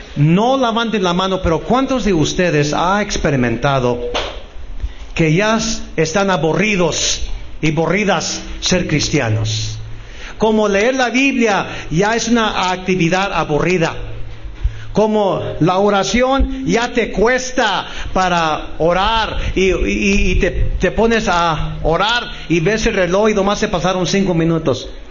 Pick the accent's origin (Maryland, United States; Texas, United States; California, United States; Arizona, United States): Texas, United States; siendo hispano, soy mexicano, americano. Nunca tuve el privilegio de nacer en México. Nací en Texas. Soy tejano